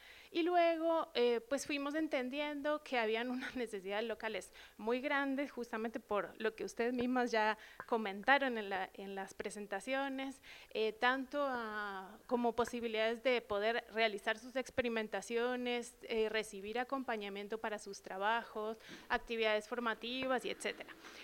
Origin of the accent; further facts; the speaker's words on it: Argentina; pues yo trabajo acá hace ya 8 años, soy de Argentina